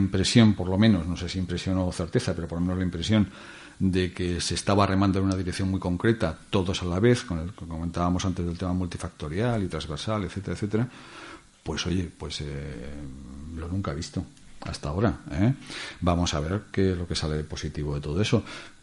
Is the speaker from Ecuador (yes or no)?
no; Zaragoza, Aragon, Spain; also born or lived in Valencian Community / Costa Rica; yo vivía en Comunidad Valenciana y después en el extranjero, en Costa Rica. Sí. Cuando yo llegué aquí a Zaragoza, que es mi ciudad natal